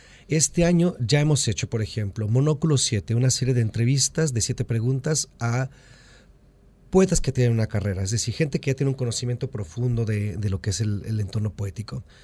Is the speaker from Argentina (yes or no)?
no; Mexico; Soy mexicano, tengo una simbiosis muy profunda con Estados Unidos, como norteamericanos que somos